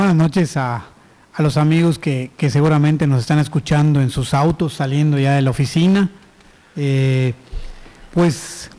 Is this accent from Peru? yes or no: no; Yucatán, Mexico; nosotros como yucatecos nos hemos ya acostumbrado más bien al aire acondicionado